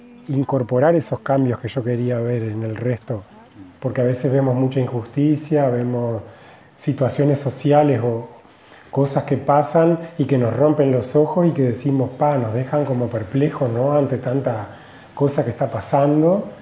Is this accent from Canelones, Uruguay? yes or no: no; Melo, Cerro Largo, Uruguay; moved away as an adult; also born or lived in Montevideo; Yo soy del interior, nací en Melo y a los 18 años me fui a vivir a Montevideo a estudiar en la universidad